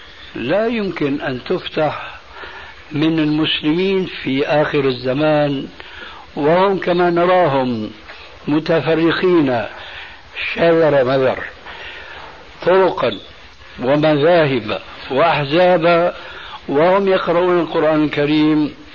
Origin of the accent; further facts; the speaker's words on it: Damascus, Damascus Governorate, Syria; كما يقولون عندنا في دمشق بدها الزكتات